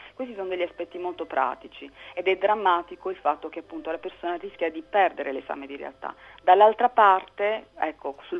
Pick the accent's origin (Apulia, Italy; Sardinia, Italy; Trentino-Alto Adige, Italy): Apulia, Italy; Bari; io sono pugliese, io sono di Bari